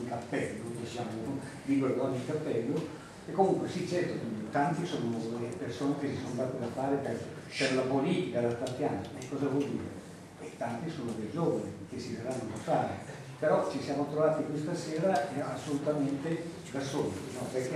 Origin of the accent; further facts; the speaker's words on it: Emilia-Romagna, Italy; now in Como, Italy; Io vengo dall'Emilia, va bene, e conosco tante città dell'Emilia